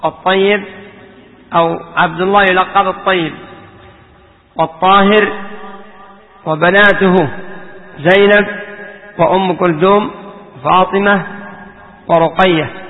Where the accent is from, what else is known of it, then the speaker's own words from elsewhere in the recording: Yemen; عندنا في اليمن قد كان بعضهم يقول